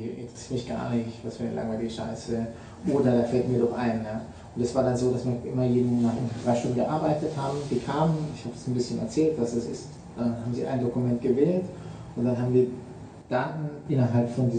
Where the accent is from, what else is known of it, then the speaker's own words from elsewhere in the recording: Southern Germany, Germany; Jetzt komme ich aus Süddeutschland, kann man sagen, die sind da immer so.